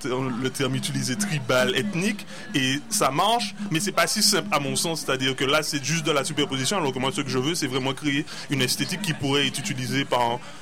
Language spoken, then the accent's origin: French; Martinique; en tant que Martiniquais ayant été colonisé